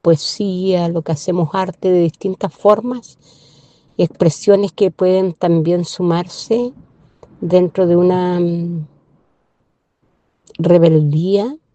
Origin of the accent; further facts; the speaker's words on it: Curaco de Vélez, Los Lagos, Chile; soy de Curaco de Vélez, del archipiélago de Quinchao, correspondiente a la provincia de Chiloé.